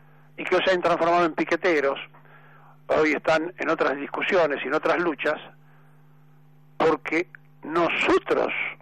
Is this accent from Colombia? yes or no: no; Argentina; ¿Quiénes somos los argentinos? ¿Quiénes somos? ¿Por qué somos como somos?